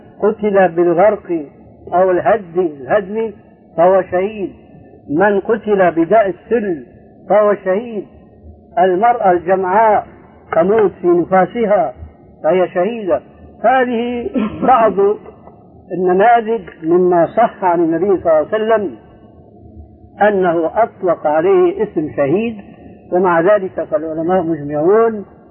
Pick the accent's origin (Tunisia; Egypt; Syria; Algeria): Syria; عندنا في سوريا كان شاهد قصة رجل في الحرب مع اليهود اسمه جول جمال